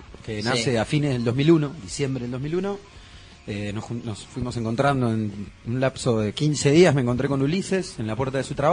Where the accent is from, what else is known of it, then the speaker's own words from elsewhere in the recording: Argentina; also born or lived in Netherlands; Y vivo acá en Argentina hace, no sé, desde que tengo 11 meses que vivo en Argentina.